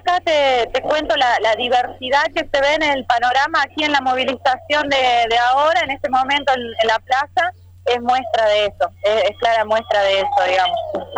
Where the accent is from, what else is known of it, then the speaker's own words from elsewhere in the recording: La Rioja, Argentina; como pueblo riojano, riojano en este caso, pero nacional en general